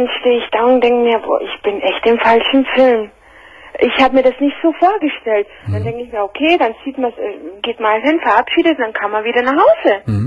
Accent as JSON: {"language": "German", "country": "Spain", "second_language": "German", "said": "von meiner Familie, die in Spanien ist, also ich bin Spanierin"}